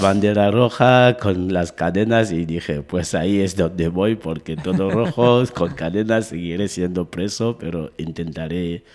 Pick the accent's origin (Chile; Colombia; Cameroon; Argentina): Cameroon; now in Navarra, Spain; yo considero Camerún como el punto del planeta donde yo nací, donde tengo los padres, los amigos de la infancia y la otra parte de la familia. Pero considerándome como ciudadano del mundo, yo digo, estando en Navarra